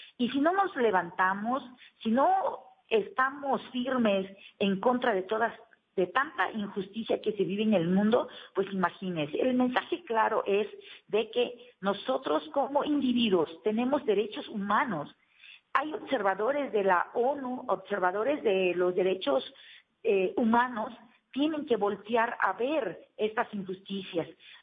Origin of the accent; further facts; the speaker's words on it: Mexico; para poner barreras a nuestra manifestación libre y por derecho tenemos como mexicanos.